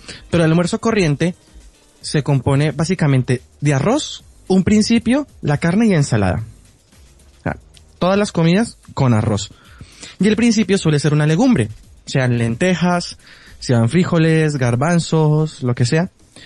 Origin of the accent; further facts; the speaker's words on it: Bogotá, Colombia; now in Madrid, Spain; En mi país comer mariscos es, o sea, se come también, pero nosotros, Bogotá está a ser una ciudad interior, no